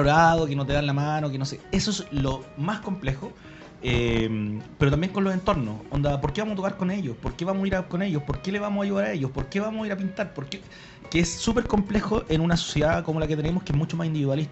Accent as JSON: {"language": "Spanish", "town": "Puente Alto", "region": "Santiago Metropolitan", "country": "Chile", "said": "Soy de uno de los barrios más antiguos de Puente Alto, que es frente a la Volcanita, la calle San Pedro con Concha y Toro. Mi abuelo era administrador de un fondo en el sector. Entonces mi familia lleva por lo menos 80 años viviendo ahí en el lugar."}